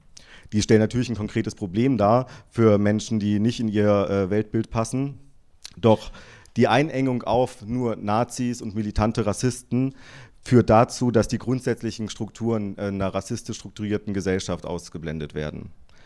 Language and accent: German; Berlin, Germany; Also ich bin aus Berlin